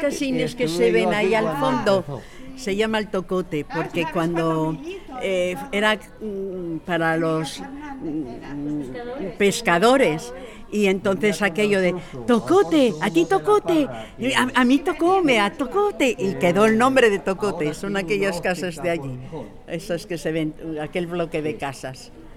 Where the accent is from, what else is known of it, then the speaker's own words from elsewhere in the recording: Gijón, Asturias, Spain; Yo desde que nací. Tengo 72 años. Y soy de aquí, soy de Jove, allá arriba de Jove.